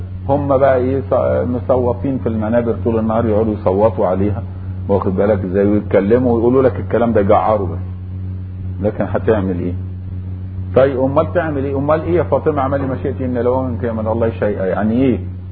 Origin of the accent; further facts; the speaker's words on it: Egypt; ومن اهل مصر يا جماعة، واحنا بنقول ان احنا مصريين واجدادنا واحد